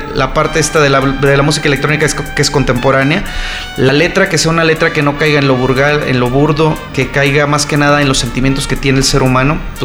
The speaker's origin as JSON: {"language": "Spanish", "country": "Mexico", "said": "estamos ahora promoviéndonos aquí en mi país"}